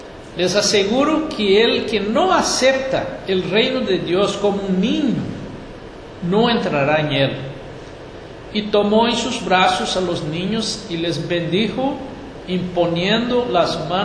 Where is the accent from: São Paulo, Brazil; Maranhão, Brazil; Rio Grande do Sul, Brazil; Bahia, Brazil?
Rio Grande do Sul, Brazil; now in Uruguay; Yo soy gaúcho aquí de Río Grande y ahí decimos los gurís, ¿no?